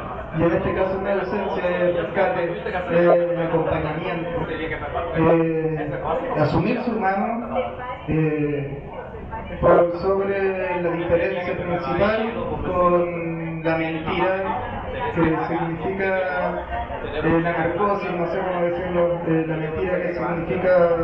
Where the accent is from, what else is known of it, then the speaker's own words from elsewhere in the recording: Antofagasta, Chile; Yo soy del norte de Chile, la segunda región, de una ciudad chica.